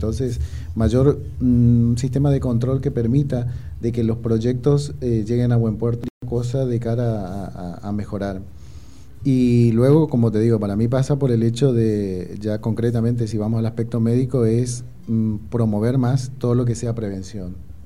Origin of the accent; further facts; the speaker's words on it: Argentina; uno que viene como de Argentina también, un país deprimido